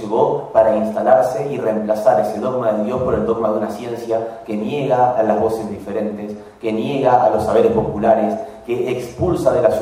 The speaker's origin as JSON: {"language": "Spanish", "town": "Paraná", "region": "Entre Ríos", "country": "Argentina", "tie": "born there", "lives_now": "Rosario, Argentina", "said": "Yo no soy de Córdoba, yo soy de. Nací en Paraná, pero mi vida desde hace 20 años prácticamente es en la ciudad de Rosario."}